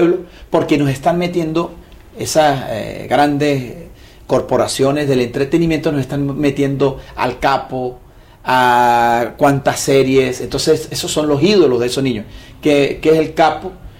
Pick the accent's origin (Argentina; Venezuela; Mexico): Venezuela; de lo que a nosotros nos compete como venezolanos